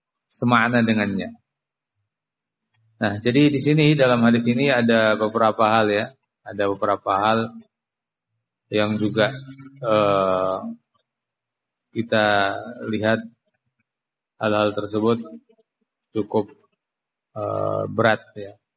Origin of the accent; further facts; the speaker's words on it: Java, Indonesia; Ya, kita orang Jawa